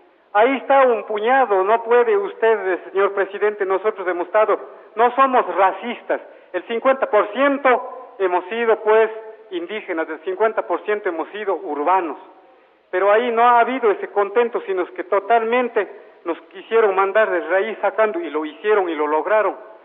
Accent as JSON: {"language": "Spanish", "town": "Ingapirca", "region": "Cañar", "country": "Ecuador", "said": "Nosotros en nuestra comunidad, yo soy de Ingapirca"}